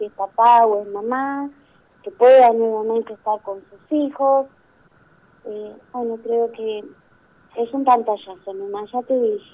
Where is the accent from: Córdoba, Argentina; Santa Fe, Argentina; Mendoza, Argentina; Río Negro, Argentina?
Río Negro, Argentina; General Roca; now in Bariloche, Argentina; Yo vengo de, por ejemplo, hace muy poco, un año que estoy acá, yo soy de Roca.